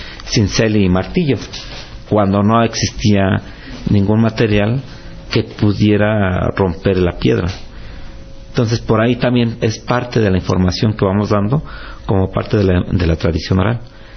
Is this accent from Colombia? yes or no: no; Mexico; muchos mexicanos poseemos apellidos. En mi caso, pues … ¿no? Entonces existe una provincia en León, España, pero yo no soy de León, España. Tenemos un origen nativo autóctono